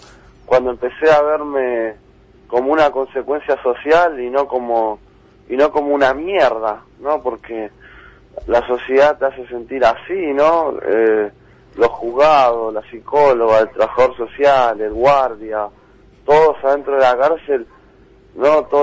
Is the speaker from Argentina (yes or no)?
yes; Argentina; Pero yo como joven argentino